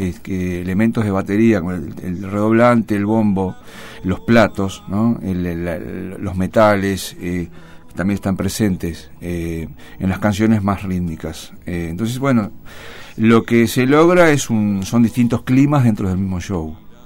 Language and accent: Spanish; Uruguay; now in Mar del Plata, Argentina; mi raíz, vamos a contar a la gente, yo vengo de Uruguay, y entonces, bueno, mi folclore, mi sangre es candombera y murguera también.